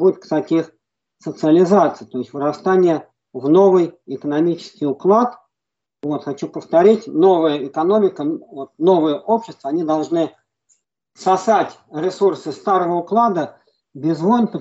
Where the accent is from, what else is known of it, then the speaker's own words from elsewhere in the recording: Moscow, Russia; я сам коренной москвич. Вот, хотел выехать из Москвы еще со студенчества.